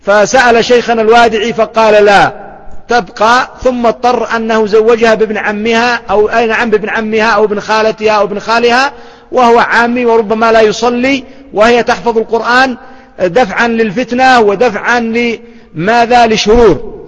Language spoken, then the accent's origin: Arabic; Yemen; لما أحد الأخوة أراد أن يتزوج عندنا في اليمن من بنت أخ طالب علم